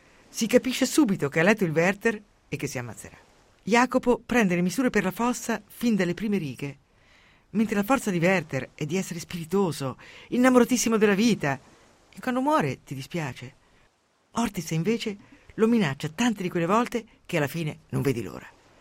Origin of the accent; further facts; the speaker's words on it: Umbria, Italy; born there; Io sono nata in Umbria e sono una donatrice molesta. Dove sono nata è il dono importante.